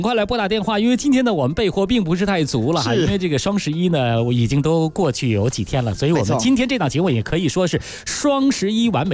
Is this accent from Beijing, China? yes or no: yes; Beijing, China; 其实咱们北京人呢，对于吃鱼啊，应该说我们这个本地呢是不出鱼的